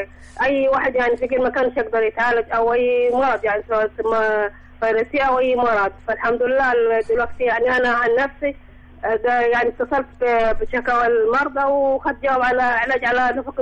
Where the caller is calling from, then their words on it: El Bali, Sohag Governorate, Egypt; من البالي أنا سوهاج.